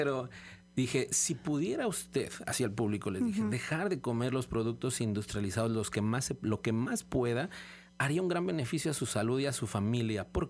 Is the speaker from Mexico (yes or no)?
yes; Mexico; nosotros como pueblo mexicano